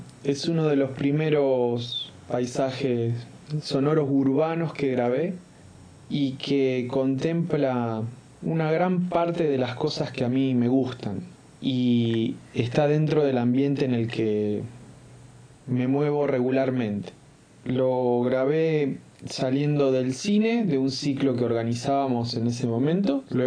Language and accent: Spanish; Córdoba, Argentina; now in Rosario, Argentina; Vengo de una ciudad muy pequeña, del interior de Córdoba, pero me gusta estar en la ciudad, en esta ciudad donde vivo actualmente, que es la ciudad de Rosario.